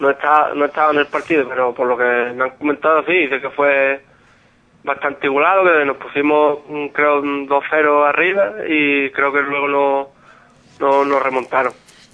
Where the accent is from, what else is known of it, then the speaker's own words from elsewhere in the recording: Grazalema, Andalusia, Spain; somos todos de Grazalema y eso, un grupo de amigos